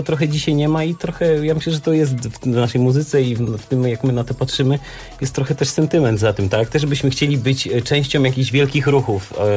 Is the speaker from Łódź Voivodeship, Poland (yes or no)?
no; Wrocław, Lower Silesian Voivodeship, Poland; każdy z nas jest imigrantem, można powiedzieć. Ja jestem z Wrocławia